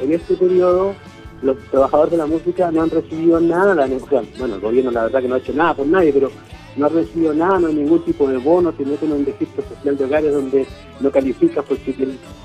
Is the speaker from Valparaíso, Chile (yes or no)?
no; Valdivia, Los Ríos, Chile; y yo que somos de Valdivia, así que es una banda sureña